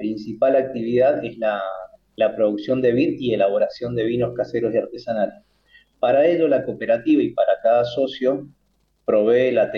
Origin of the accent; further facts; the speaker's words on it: Mendoza, Argentina; porque somos del Valle de Uco